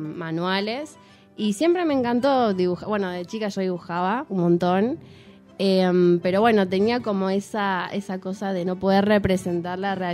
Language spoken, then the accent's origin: Spanish; Buenos Aires, Argentina; yo vengo primero de allá de Buenos Aires. Vivo en Flores y yo fui a una escuela secundaria que allá se llama, bueno, es el FADER